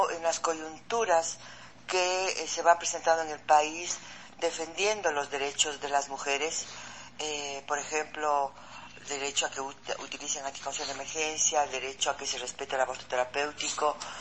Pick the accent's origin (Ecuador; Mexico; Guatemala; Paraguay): Ecuador; Quito, Pichincha; Soy médica, soy mamá, soy de acá, soy quiteña